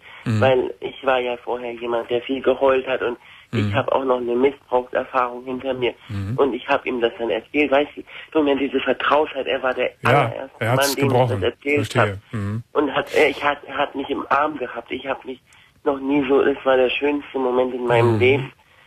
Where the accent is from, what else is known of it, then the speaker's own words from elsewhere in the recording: Iran; weil ich bin auch eine Iranerin